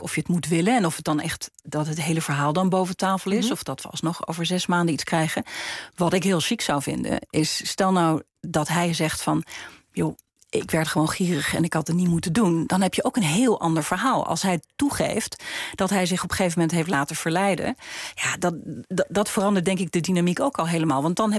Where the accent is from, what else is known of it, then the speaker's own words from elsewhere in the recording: Netherlands; Maar ik vind op zijn minst dat wij als Nederlanders voorop zouden moeten lopen hierin.